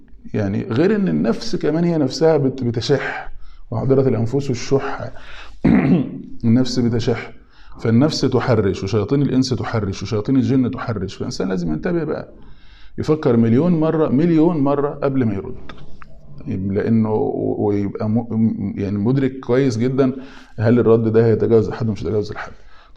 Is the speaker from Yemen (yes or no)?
no; Egypt; الفراغ يعني احنا عندنا في مصر يقولوا القاضي لو الفاضي يعمل قاضي